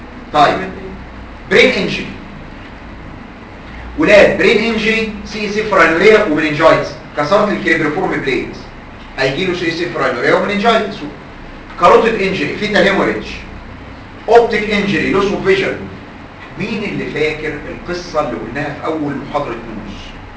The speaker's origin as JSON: {"language": "Arabic", "country": "Egypt", "said": "ولنا الفخر كمصريين"}